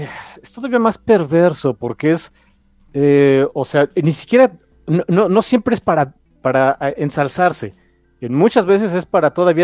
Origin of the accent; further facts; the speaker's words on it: Mexico; Y soy mexicano y vivo en México, ¿no?